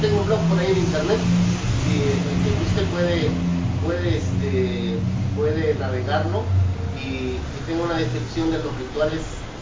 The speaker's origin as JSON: {"language": "Spanish", "town": "Pochutla", "region": "Oaxaca", "country": "Mexico", "said": "yo soy de Pochutla. Pues es esta misma costa, ¿no? De aquí hasta Huatulco"}